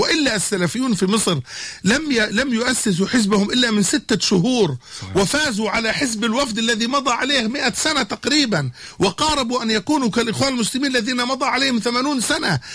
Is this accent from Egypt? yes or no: no; Jordan; بمعنى يعني في بلدنا الأردن نحن لا نريد أن نبعد إلى مصر